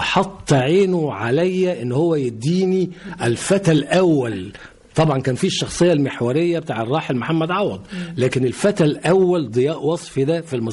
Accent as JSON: {"language": "Arabic", "town": "Giza", "region": "Giza Governorate", "country": "Egypt", "tie": "born there", "also_born_or_lived": "Cairo", "said": "أنا من مواليد الجيزة، أول خط الصعيد، ووالدي الله يرحمه كان من المحلة الكبرى من محافظة الغربية، والدتي الله يرحمها كانت من محافظة المنوفية."}